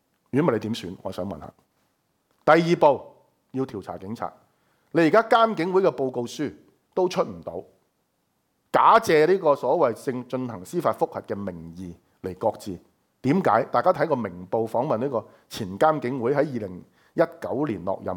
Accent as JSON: {"language": "Cantonese", "country": "Hong Kong", "said": "我哋香港人"}